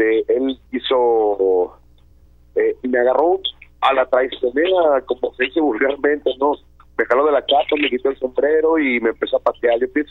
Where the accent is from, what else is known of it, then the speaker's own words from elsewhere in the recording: Jalisco, Mexico; regresar a mi casa y pues qué más que como lo hacía antes, pues de Jalisco, ¿no? El sombrero y al estilo de aquí de mi tierra.